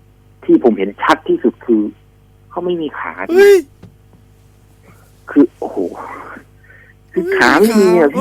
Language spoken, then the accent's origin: Thai; Aranyaprathet, Sa Kaeo, Thailand; ผมเป็นคนบ้านนอกผมเป็นคนจังหวัดสระแก้วอำเภออรัญญประเทศนี่แหละ